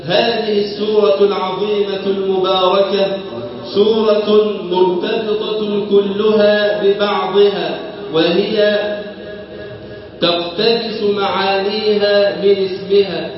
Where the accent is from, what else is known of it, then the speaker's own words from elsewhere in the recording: Egypt; اللهم اجعل بلدنا مصر أمن الأمان وسائر بلاد